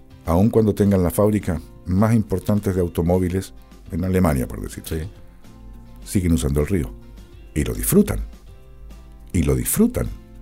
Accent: Valdivia, Los Ríos, Chile; Mi tierra, mi patria.

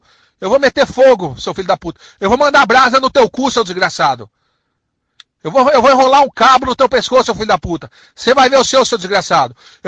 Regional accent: São Paulo, Brazil; Eu não sou curitibano, não, rapaz. Eu sou paulista.

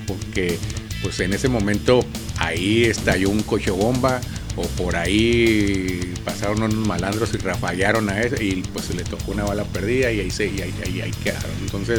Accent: Mexico; lo que estamos ahorita viviendo nosotros como mexicanos

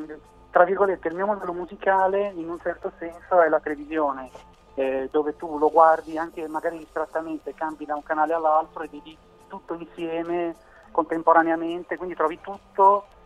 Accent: Genoa, Liguria, Italy; now in Milan, Italy; io ora lavoro a Milano, vivo a Milano, però tutto il progetto è nato a Genova, di dove sono io.

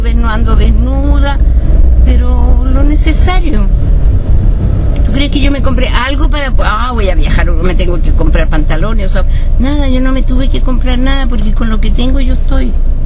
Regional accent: Chile; also born or lived in Germany; Yo nací en Alemania, pero me crié, me eduqué en Sudamérica, por no decirte Chile. Chile.

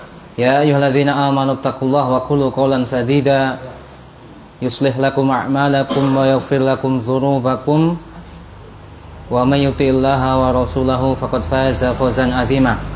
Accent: Kediri, East Java, Indonesia; asli dari Kediri, kota tahu ya.

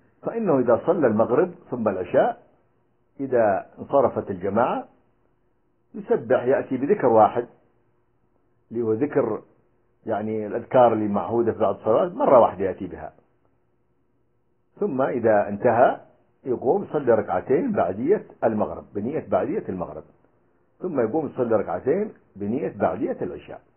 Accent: Libya; فقام النظام السابق عندنا في ليبيا بالاستحواذ عليها

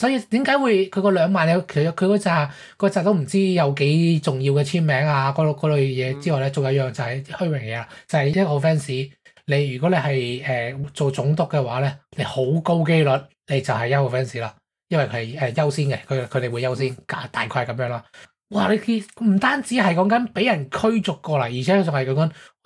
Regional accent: Hong Kong; 我哋香港人睇都觉得贵啦。

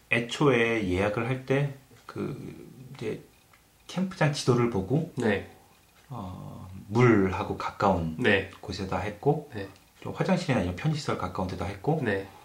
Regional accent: South Korea; 저 이제 한국 사람이다 보니까

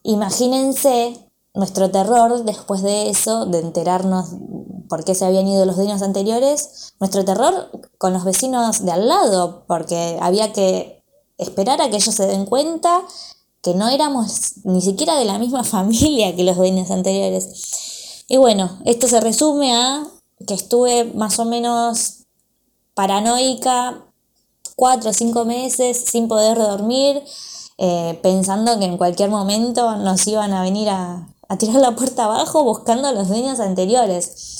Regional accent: Remedios de Escalada, Buenos Aires Province, Argentina; soy de Escalada y bueno, esta es mi historia con mis vecinos.

